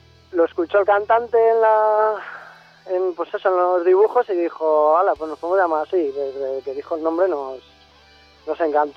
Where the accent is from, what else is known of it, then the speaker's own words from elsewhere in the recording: Castile and León, Spain; realmente soy burgalés, pero dicen que la vaca no es de donde nace, sino de donde pase.